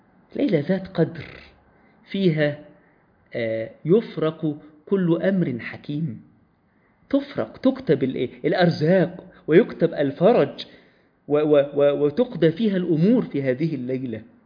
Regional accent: Egypt; بلادنا مصر منتظرة مننا

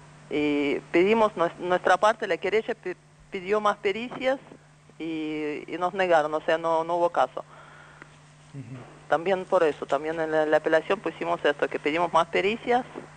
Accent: Moscow, Russia; Spanish is a second language; now in Argentina; Soy rusa, de uh-huh. Moscú.

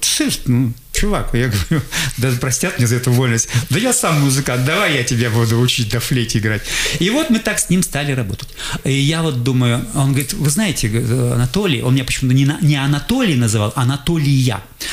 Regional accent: Krasnoyarsk, Krasnoyarsk Krai, Russia; Я тут говорю, вот я приехал из Красноярска, вот я хотел бы послушать концерт.

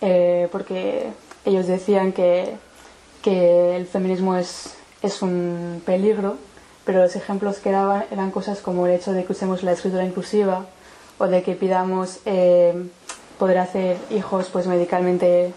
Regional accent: San Sebastián, Basque Country, Spain; now in Paris, France; Yo soy de Donosti, pero llevo viviendo 5 años en París

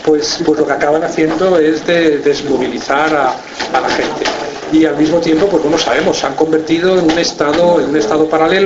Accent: Spain; como ciudadano español que soy, me sigue preocupando muchísimo el llamado conflicto vasco

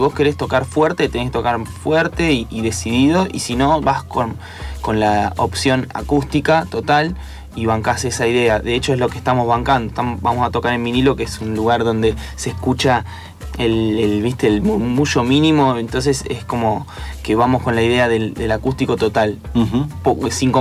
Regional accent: Buenos Aires Province, Argentina; si me tengo que definir como de dónde pertenezco, digo, bueno, soy bonaerense.

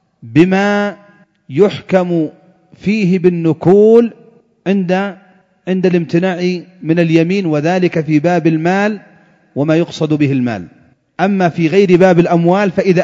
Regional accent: Yemen; فإذا كان المتنازع عليه مثلا عندنا في اليمن سلاحا آلي أو جنبية أو غترة

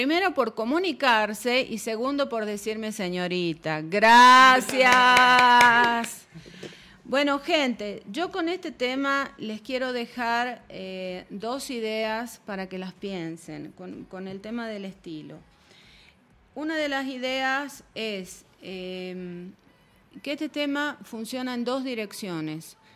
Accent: Argentina; Yo vengo de Argentina.

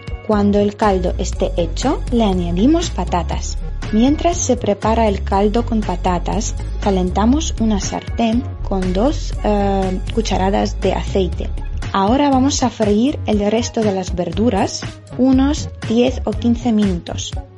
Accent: Ukraine; Spanish is a second language; soy de Ucrania

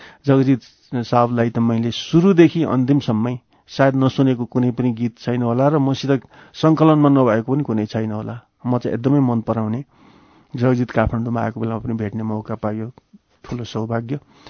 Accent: Dharan, Koshi Province, Nepal; also born or lived in Varanasi; now in Kathmandu, Nepal; 15 सालमा म धरानमा जन्मेँ, मेरो बाल्यकाल त्यहीँ बित्यो, मैले एसएलसीसम्म त्यहीँ पढेँ, प्लस टू पनि त्यहीँ पढेँ, अहिलेको भाषामा प्लस टू, त्यतिखेर संस्कृत मैले पढेँ उत्तर मध्यमा त्यहीँ। त्यसपछि म बनारस गएँ, शास्त्री आचार्य संस्कृतमा मैले त्यहीँ अध्ययन गरेँ।

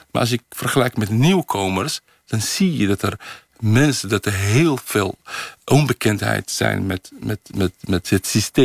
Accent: Netherlands; also born or lived in Morocco; Dus echt geen rekening houden met dat ik uit Nederland ben gekomen. Dus dat ik geen Arabisch ken.

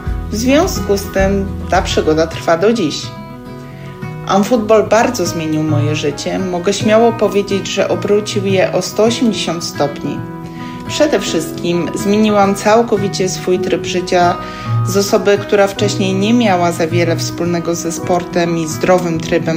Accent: Iława, Warmian-Masurian Voivodeship, Poland; now in Warsaw, Poland; Pochodzę z Iławy na Warmii i Mazurach, ale obecnie mieszkam i pracuję jako technolog kosmetyków w Warszawie.

